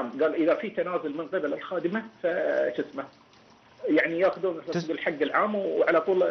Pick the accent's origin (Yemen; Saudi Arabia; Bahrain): Bahrain; الحكم عندنا بالبحرين ليس مثل ما تقول